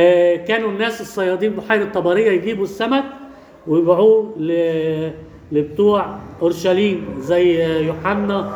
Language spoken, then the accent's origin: Arabic; Egypt; عندنا في مصر كده